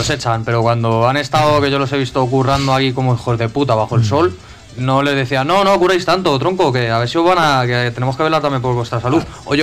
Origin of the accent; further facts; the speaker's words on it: Madrid, Community of Madrid, Spain; yo soy de Carabanchel, un saludo para la gente de Carabanchel.